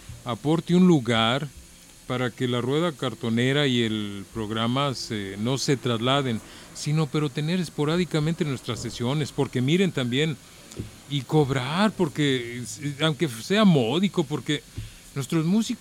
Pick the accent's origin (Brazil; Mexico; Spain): Mexico; Tetlán, Jalisco; Porque nosotros somos de Tetlán.